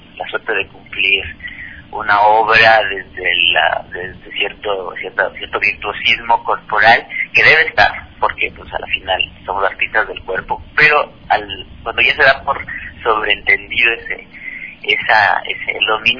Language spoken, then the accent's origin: Spanish; Ecuador; que somos los ecuatorianos, nos conocimos hace 2 años.